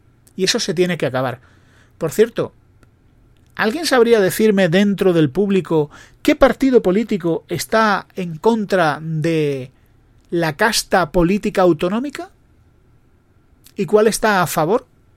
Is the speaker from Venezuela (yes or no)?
no; Spain; yo creo que el problema somos los españoles.